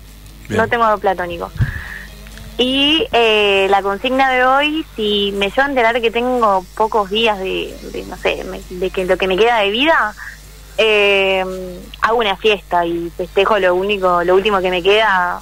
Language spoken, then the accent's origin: Spanish; Berazategui, Buenos Aires Province, Argentina; Yo soy de Berazategui.